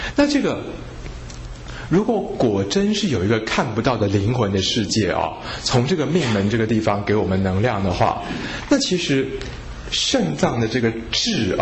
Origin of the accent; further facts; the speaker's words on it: Taiwan; 那我们台湾人呢肝是第二烂嘛